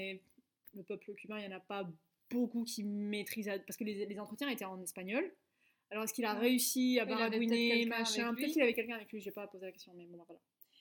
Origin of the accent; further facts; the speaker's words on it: France; ah non mais moi je suis française.